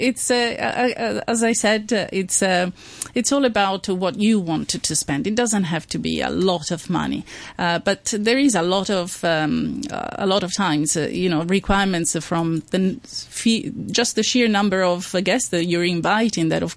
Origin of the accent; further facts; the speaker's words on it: Italy; now in Hong Kong; I'm from Italy.